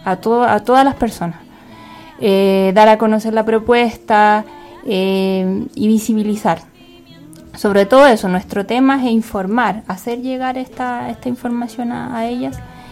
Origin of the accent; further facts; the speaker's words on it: Chile; que nos convocan como mujeres y como chilenas, pues.